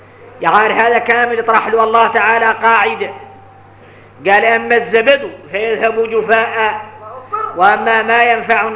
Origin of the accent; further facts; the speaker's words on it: Mauritania; واحنا موريتاني ما شاء الله